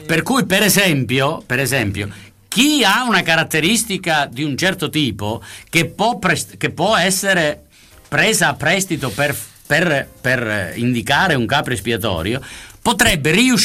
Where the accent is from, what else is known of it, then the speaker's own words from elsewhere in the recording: Sicily, Italy; io sono siciliano e potrei diventare un capro espiatorio per il fatto stesso che sono siciliano.